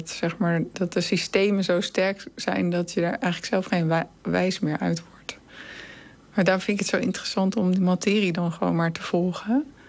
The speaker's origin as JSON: {"language": "Dutch", "country": "Netherlands", "said": "En ik dan als Nederlandse."}